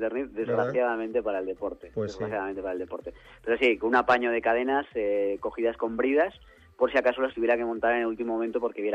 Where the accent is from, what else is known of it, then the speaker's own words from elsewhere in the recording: Spain; ni siquiera creo que soy el único español que va al Mundial